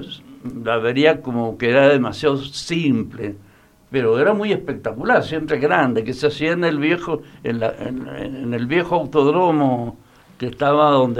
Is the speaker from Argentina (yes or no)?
yes; Mendoza, Argentina; born there; Nací en Latinoamérica. De Mendoza al África, digamos, ese fue